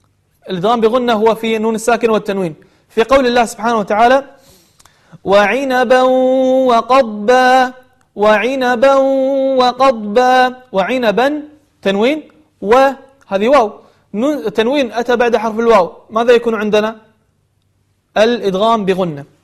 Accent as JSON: {"language": "Arabic", "country": "Kuwait", "said": "خاصة عندنا في الكويت يعني يقلبون القاف إلى غين والغين إلى قاف"}